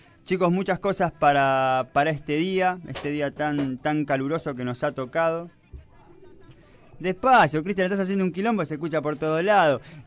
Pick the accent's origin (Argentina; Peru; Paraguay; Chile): Argentina; como todo argentino, siempre hay que negociar